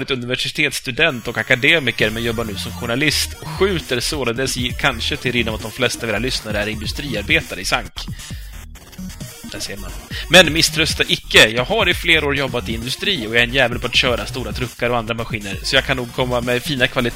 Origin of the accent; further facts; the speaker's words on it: Halland County, Sweden; now in Malmö, Sweden; Själv är jag malmöbo som kommer från Halland